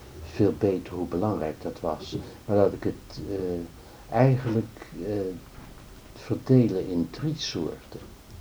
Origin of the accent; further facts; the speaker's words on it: Netherlands; als Hollandse jongen zo die dan niks weet